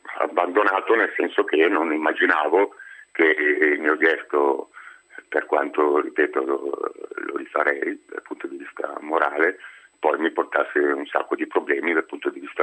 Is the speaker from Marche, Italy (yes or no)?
no; Lombardy, Italy; io da buon brianzolo mi sono rimboccato le maniche e ho spostato la mia attività sulle aziende private